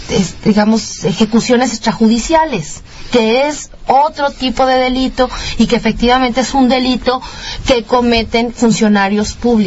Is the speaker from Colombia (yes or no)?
no; Mexico; nuestra vulnerabilidad como ciudadanos mexicanos